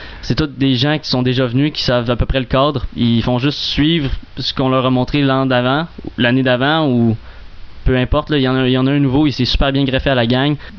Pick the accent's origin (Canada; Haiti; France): Canada; Vaudreuil, Quebec; Moi, je viens de Vaudreuil.